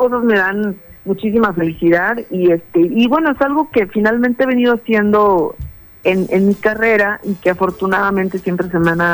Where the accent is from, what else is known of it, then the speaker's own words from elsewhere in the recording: Jalisco, Mexico; Bueno, mira, yo soy de Jalisco, que es un estado de acá de México, soy del estado de Jalisco.